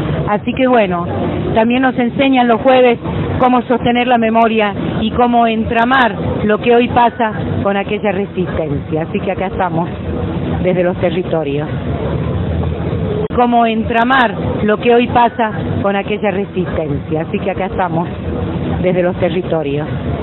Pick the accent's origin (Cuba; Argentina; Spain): Argentina; Andalgalá, Catamarca; vengo desde Catamarca, vivo en Andalgalá.